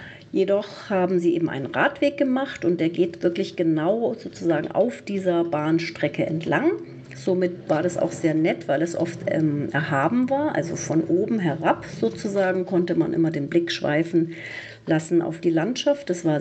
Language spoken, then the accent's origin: German; Zorneding, Bavaria, Germany; Das ist also wirklich mein Landkreis, wo ich aufgewachsen bin, in Zorneding eben